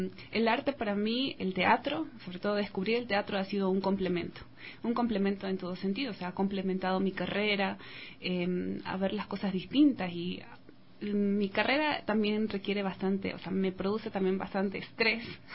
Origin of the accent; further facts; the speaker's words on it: Guayaquil, Guayas, Ecuador; now in Riobamba, Ecuador; yo soy de Guayaquil, por ese motivo llegué a Riobamba por mi trabajo